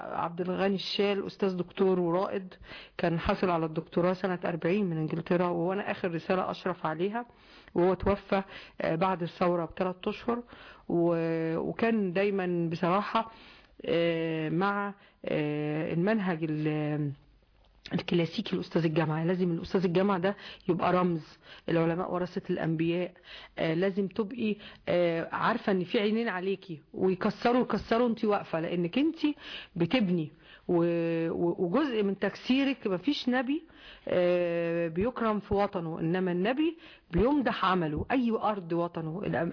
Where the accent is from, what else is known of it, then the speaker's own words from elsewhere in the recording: Nakheila, Asyut Governorate, Egypt; born there; طبعا انا والدتي كانت من الصعيد وانا كمان مواليد قرية النخيلة